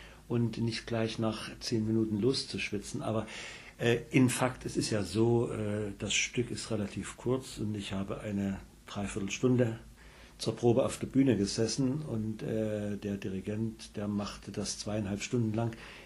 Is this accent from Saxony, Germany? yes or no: yes; Dresden, Saxony, Germany; Ich komme direkt aus der Heimat